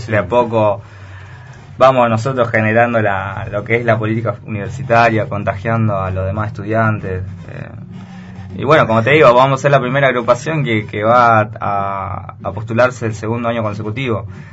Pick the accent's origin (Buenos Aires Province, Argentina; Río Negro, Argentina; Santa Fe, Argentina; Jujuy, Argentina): Río Negro, Argentina; Viedma; los estudiantes que somos de Viedma y nos manejamos solamente en Viedma